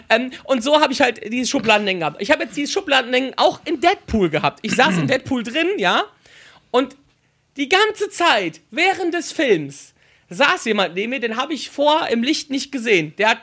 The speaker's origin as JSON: {"language": "German", "town": "Wipperfürth", "region": "North Rhine-Westphalia", "country": "Germany", "tie": "born or raised there", "said": "ich bin in meiner Heimatstadt, ich komme aus dem beschaulichen Wipperfürth"}